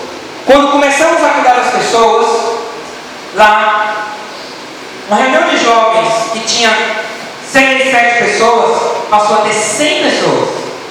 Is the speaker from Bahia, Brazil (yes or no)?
yes; Salvador, Bahia, Brazil; lá nos Alagados, de onde eu vim em Salvador, sabe, Alagados, em Salvador, de lá, baixo chamado Massaranduba.